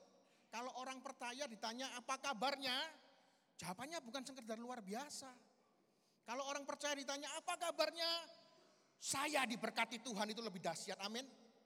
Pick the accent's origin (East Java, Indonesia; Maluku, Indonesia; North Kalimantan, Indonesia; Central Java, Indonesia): East Java, Indonesia; Surabaya; apa kabar? Saya dari Surabaya. Tepatnya saya bergereja di paroki Santo Marinus Surabaya, itu di daerah Kenjeran.